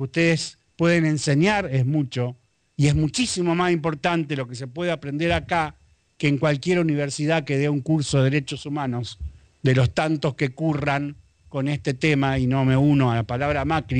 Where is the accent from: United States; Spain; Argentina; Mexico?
Argentina; Rosario, Santa Fe; born there; yo nací en Rosario